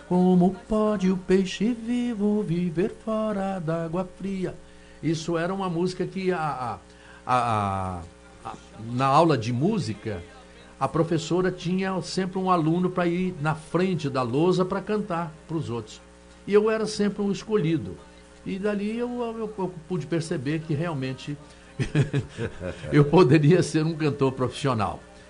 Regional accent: Ituiutaba, Minas Gerais, Brazil; moved away; also born or lived in Rio de Janeiro; Eu saí da minha cidade natal, que é Ituiutaba, no Triângulo Mineiro, e fui para o Rio de Janeiro como estudante.

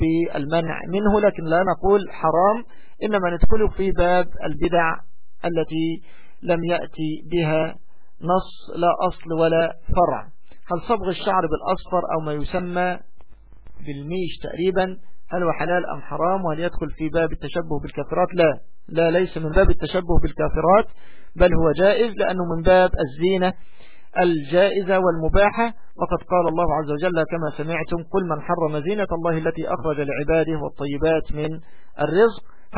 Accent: Egypt; يعني بالتوقيت الصيفي عندنا في مصر

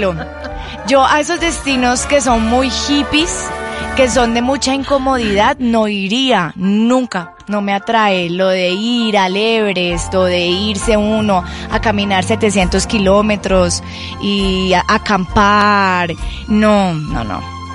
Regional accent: Colombia; es el colmo que uno como colombiano lo estafen allá.

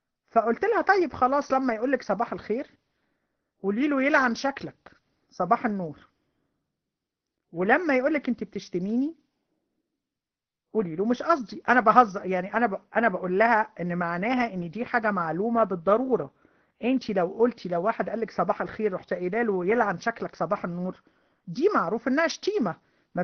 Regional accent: Egypt; اللي هو عندنا في مصر بيقول لعنة الدين

